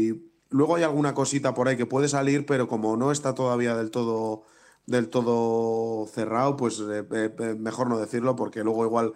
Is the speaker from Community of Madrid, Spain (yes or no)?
no; Bilbao, Basque Country, Spain; dos, Aitor y yo, el batería y yo, somos de Bilbao